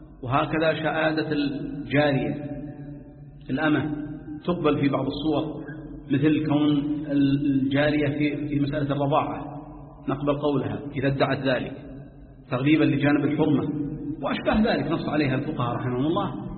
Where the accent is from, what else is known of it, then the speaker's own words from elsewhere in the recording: Jeddah, Makkah Province, Saudi Arabia; أظن بعض الكتاب عندنا في جدة